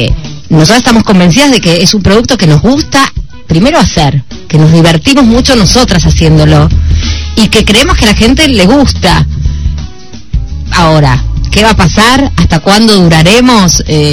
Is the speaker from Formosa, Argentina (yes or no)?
no; Buenos Aires, Argentina; yo soy de Mataderos, hace muchos años que no vengo.